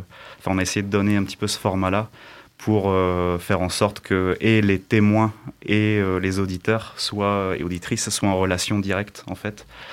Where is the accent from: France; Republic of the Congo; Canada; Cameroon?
France; Lille, Hauts-de-France; je suis Lillois d'origine.